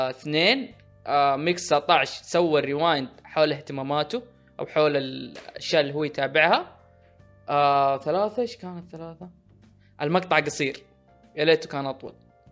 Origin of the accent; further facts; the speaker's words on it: Saudi Arabia; ما اقول عشان اني سعودي يبين الحين ان انا متحيز